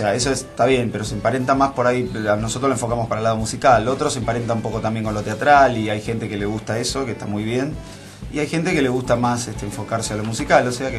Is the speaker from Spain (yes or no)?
no; Mar del Plata, Buenos Aires Province, Argentina; born there; now in Buenos Aires, Argentina; Y nací en Mar del Plata, es verdad, pero ya la mitad de mi vida la viví acá. Hace como 15, 17 años que estoy dando vueltas por acá, por Buenos Aires, así que ya soy un poco mitad porteño, mitad marplatense. Una especie de híbrido.